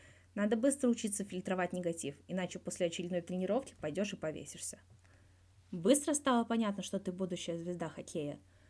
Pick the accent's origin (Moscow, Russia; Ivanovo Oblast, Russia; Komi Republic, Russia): Moscow, Russia; Расскажи про свое детство. Я вырос в Москве.